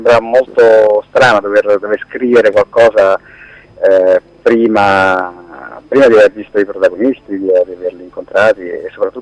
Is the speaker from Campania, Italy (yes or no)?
yes; Pozzuoli, Campania, Italy; Io conoscevo marginalmente la realtà Scampia perché sono della zona, sono di Pozzuoli